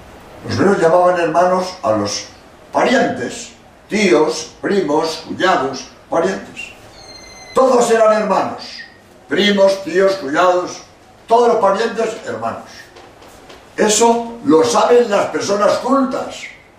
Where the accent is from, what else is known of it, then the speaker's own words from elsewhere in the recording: Barcelona, Catalonia, Spain; Yo soy de la provincia de Andalucía y soy catalán, nací en Barcelona.